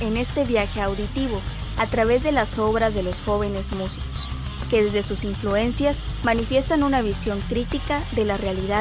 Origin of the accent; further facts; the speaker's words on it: Chiapas, Mexico; born there; Nací en Chiapas, uno de los lugares más ricos en diversidad cultural y manifestaciones artísticas, como la música